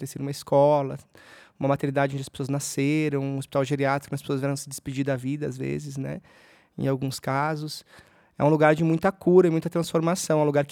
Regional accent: Rio Grande do Sul, Brazil; Um homem branco, de cabelos loiros, olhos verdes, venho lá do Rio Grande do Sul.

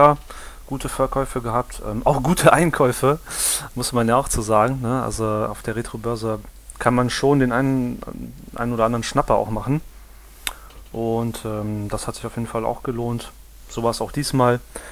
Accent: Düsseldorf, North Rhine-Westphalia, Germany; Wir kommen ja alle aus Düsseldorf

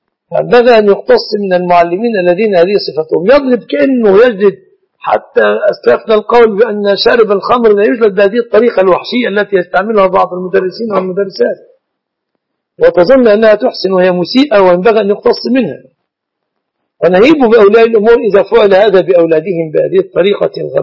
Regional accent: Egypt; نعتبر أن الذهب من الصداق في بلادنا مصر

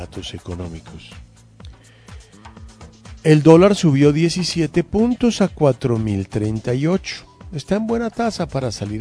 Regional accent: Bogotá, Colombia; Aquí yo soy bogotano.

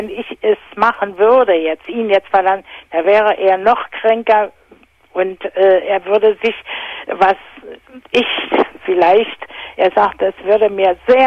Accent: Berlin, Germany; Ja, ich bin Berliner.

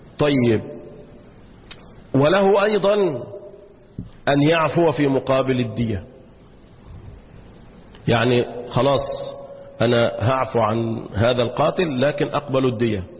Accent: Egypt; والآن يجف الماء عندنا في مصر

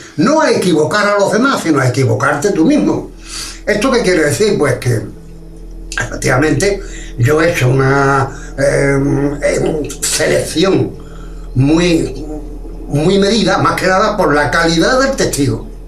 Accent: Algeciras, Andalusia, Spain; un señor alcalde de mi pueblo pensó de que los OVNI aquí no interesaban a la juventud de Algeciras.

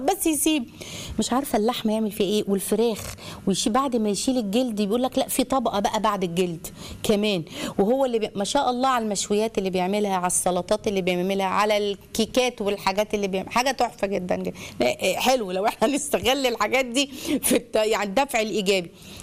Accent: Egypt; عندنا احنا كعرب او كمصريين

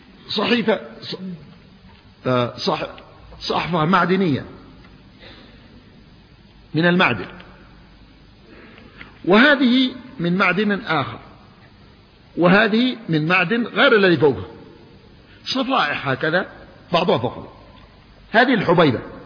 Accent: Yemen; الماء ينزل في الصيف عندنا في اليمن يأتينا في الصيف في المطر

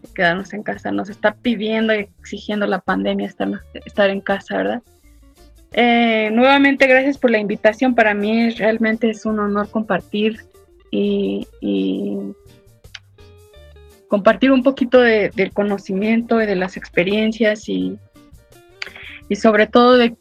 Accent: Los Angeles, California, United States; also born or lived in Guadalajara, Mexico; nací en Guadalajara, crecí en Los Ángeles, California, y he estado entre Los Ángeles y la Ciudad de México ya por mucho tiempo.

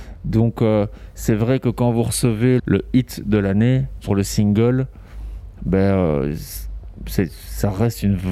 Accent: Brussels, Brussels-Capital Region, Belgium; moi, je suis né à Bruxelles. Donc, j'ai vécu à Bruxelles toute mon enfance et adolescence. Et puis, c'est vrai qu'étant adulte, je suis parti à Charleroi parce qu'il y avait beaucoup de place pour la culture.

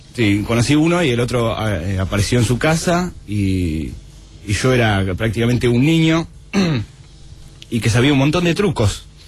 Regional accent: Bariloche, Río Negro, Argentina; Cuando tenía 16 años. Yo soy de Bariloche.

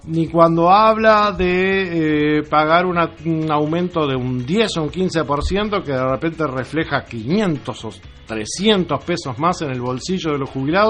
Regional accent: San Fernando de Maldonado, Maldonado, Uruguay; Y nosotros, como uruguayos, como fernandinos, somos fernandinos

